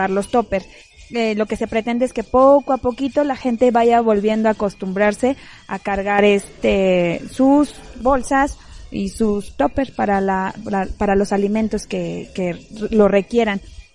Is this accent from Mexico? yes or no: yes; Mexico; Sabemos que en cualquier momento, como mexicanos, andamos comprando todo